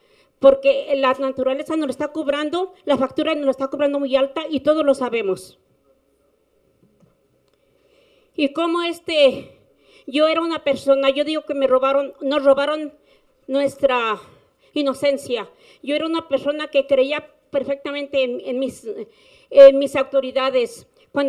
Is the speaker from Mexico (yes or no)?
yes; Temaca, Jalisco, Mexico; somos de Temaca, quieren matar al pueblo y tenemos el derecho de estar aquí